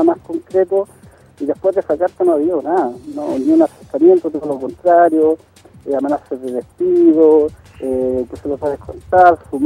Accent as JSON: {"language": "Spanish", "country": "Puerto Rico", "said": "yo soy puertorriqueño, mi familia se viene de acá, mis vecinos"}